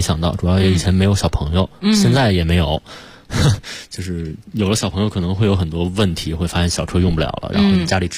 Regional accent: Beijing, China; 因为我是北京人嘛，我也没有春节回家这个概念

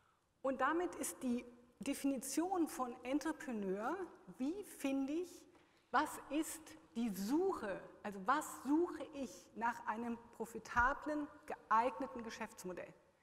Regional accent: Germany; now in Switzerland; ich als Deutsche nach einem Dekade in der Schweiz

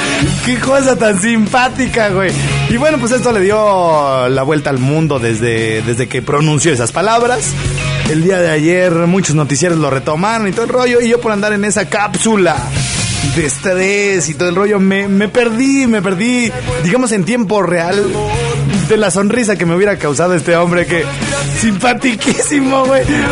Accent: Mexico; como buenos mexicanos que somos

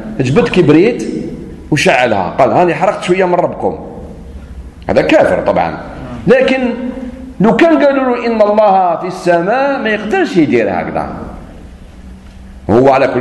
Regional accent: Algeria; شوف احنا عندنا في الجزائر وحدوا الراية

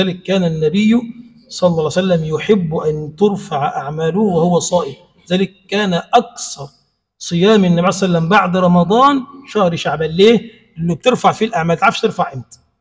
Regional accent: Egypt; اللهم اجعل بلدنا مصر بلدا آمنا مطمئنا

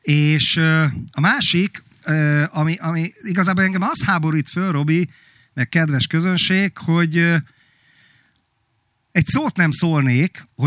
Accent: Hungary; Pedig én abban nevelkedtem, hogy Magyarországgal, meg a magyarsággal mennyire kibasztak, és mennyire szörnyű a Trianon, és egyébként máig szörnyűnek tartom Trianont. Igen, magyar vagyok, mert fáj Trianon.

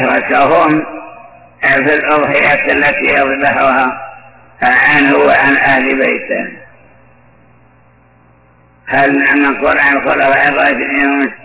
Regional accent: Iraq; في بعض البلدان ومنها بلدي العراق

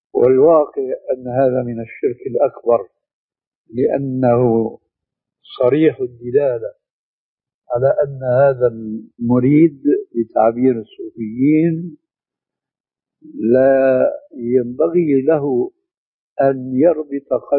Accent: Syria; الشيخ المسلم ابن عربي والمدفون هناك عندنا في سوريا

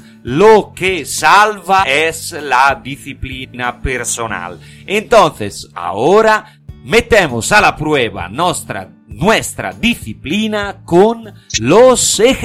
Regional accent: Italy; Spanish is a second language; Cuando a un americano le digo que soy italiano

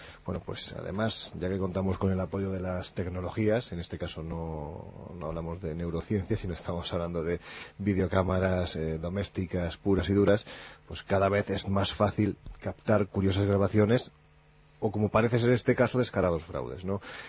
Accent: Andalusia, Spain; Es que yo soy andaluz, pero con muy poquita gracia, lo digo siempre.

